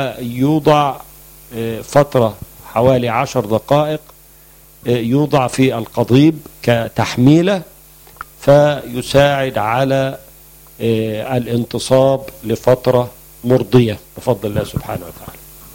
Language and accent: Arabic; Egypt; موجود عندنا في مصر العديد من أنواع الخل الطبيعي،